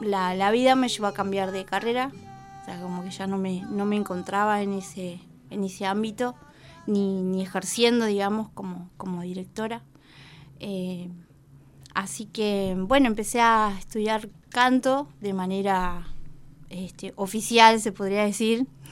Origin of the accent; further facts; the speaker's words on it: Jujuy, Argentina; now in La Plata, Argentina; Yo soy jujeña.